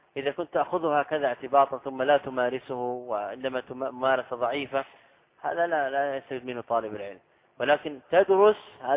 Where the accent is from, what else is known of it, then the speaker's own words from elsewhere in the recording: Saudi Arabia; أنا لست من أهل مصر. تسأل أهل البلد، هذا من الغرائب على الطلاب سبحان الله. يعني أنا قادم من السعودية تحشرني في مسائل؟